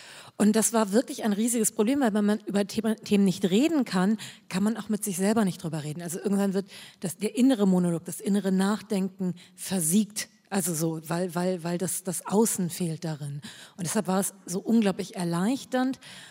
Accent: Germany; Als ich groß geworden bin in Deutschland, und so viele Jahre sind es ja gar nicht weniger

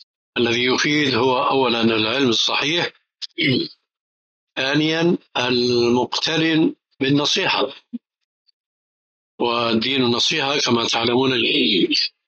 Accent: Syria; كما يقولون عندنا بالشام خليط مليط

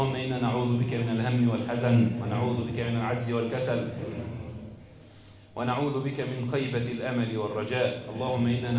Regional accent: Egypt; واحفظ بلدنا مصر واجعلها آمنة مطمئنة وسائر بلاد

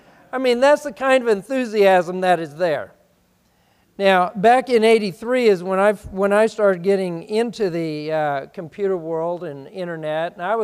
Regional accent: Arkansas, United States; I keep meeting all these Arkansans. I mean, they keep, I'm from Arkansas.

